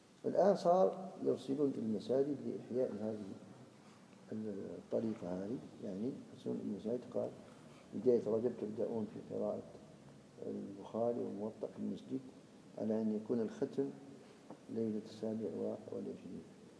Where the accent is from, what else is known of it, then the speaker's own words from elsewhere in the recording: Algeria; وإن كان فيه عادة مضطردة عندنا في الجزائر